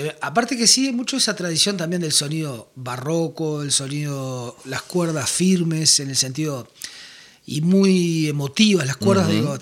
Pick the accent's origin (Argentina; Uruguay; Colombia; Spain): Uruguay; acá en Uruguay decimos terraja, ¿viste?